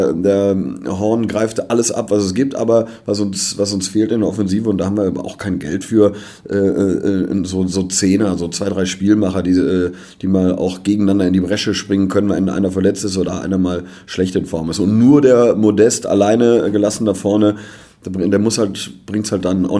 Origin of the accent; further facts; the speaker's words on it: Cologne, North Rhine-Westphalia, Germany; So sind wir Kölner.